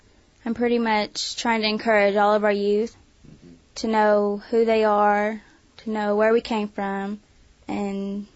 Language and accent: English; Sallisaw, Oklahoma, United States; I'm from Sallisaw, Oklahoma.